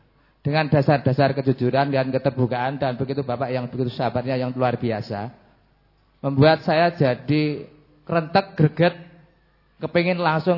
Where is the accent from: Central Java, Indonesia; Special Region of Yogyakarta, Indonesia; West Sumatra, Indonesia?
Special Region of Yogyakarta, Indonesia; Bantul; Saya dari Bantul, Pak.